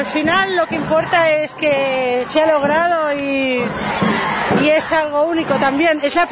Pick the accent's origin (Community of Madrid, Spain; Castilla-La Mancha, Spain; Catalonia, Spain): Catalonia, Spain; Barcelona; moved away as an adult; now in Argentina; soy catalana, vengo de Barcelona, aunque estoy viviendo en Argentina ya más de 2 años.